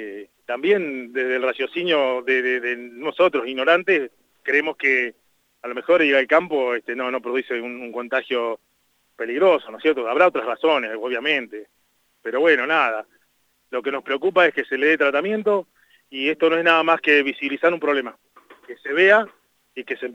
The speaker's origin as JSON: {"language": "Spanish", "region": "La Pampa", "country": "Argentina", "tie": "born or raised there", "said": "Nosotros nacimos en La Pampa, crecimos con esto, es parte de nuestra cultura"}